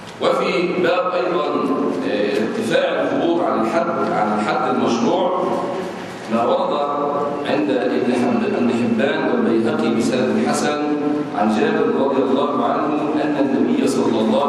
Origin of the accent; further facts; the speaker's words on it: Egypt; أما نحن في بلادنا مصر فعندنا حجر وليس عندنا مقابر